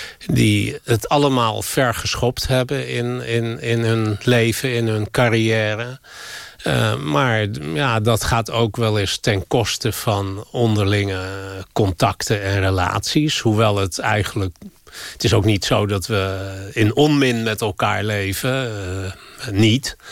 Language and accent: Dutch; Amstelveen, North Holland, Netherlands; Ik ben in Amstelveen opgegroeid, in een keurige wijk, waar veel sociale controle was.